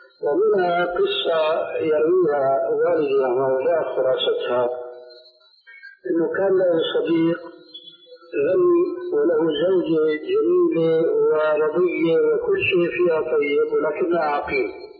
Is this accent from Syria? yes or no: yes; Syria; عندنا في سوريا